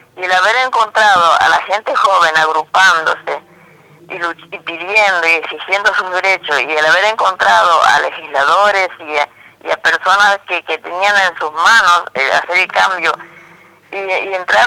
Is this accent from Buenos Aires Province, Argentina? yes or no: no; Goya, Corrientes, Argentina; Que yo soy de Goya, Corrientes.